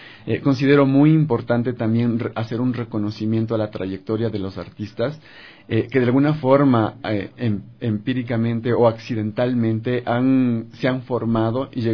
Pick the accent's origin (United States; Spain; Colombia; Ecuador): Ecuador; Ambato, Tungurahua; En Ambato. Yo soy de Ambato